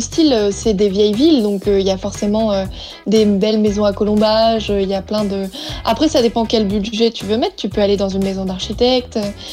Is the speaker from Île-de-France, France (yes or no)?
no; Centre-Val de Loire, France; Rien à voir avec nos châteaux de chez nous, en Touraine